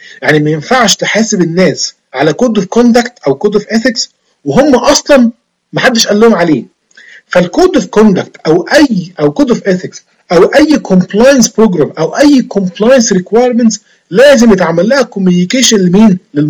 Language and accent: Arabic; Egypt; زي عندنا في مصر اسمه الفيش والتشبيه.